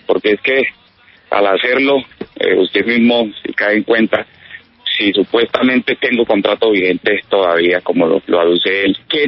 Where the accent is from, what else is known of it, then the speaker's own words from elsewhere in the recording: Guachené, Cauca, Colombia; also born or lived in Villavicencio; Se separan mis padres y se regresa mi mamá para donde somos todos, en mi familia, de Guachené, Cauca.